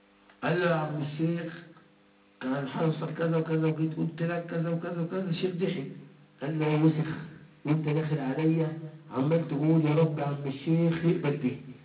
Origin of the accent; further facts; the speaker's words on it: Egypt; يعني انا من مصر اهو